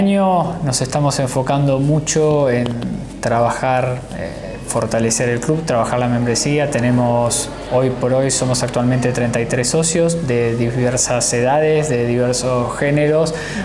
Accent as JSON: {"language": "Spanish", "town": "Cañuelas", "region": "Buenos Aires Province", "country": "Argentina", "said": "soy de acá de Cañuelas"}